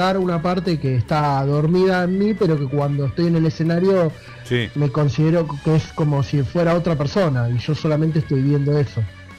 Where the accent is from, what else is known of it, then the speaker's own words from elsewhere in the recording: Buenos Aires, Argentina; Los cuatro somos de Capital, sí.